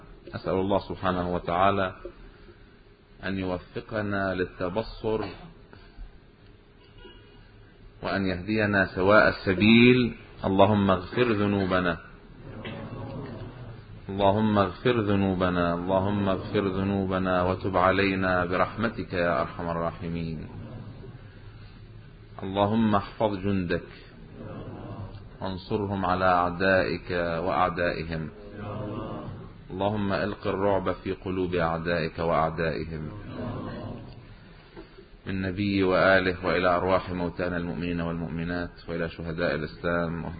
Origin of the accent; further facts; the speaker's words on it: Lebanon; وعندنا بلبنان ببعلبك صارت قصة من هالقبيل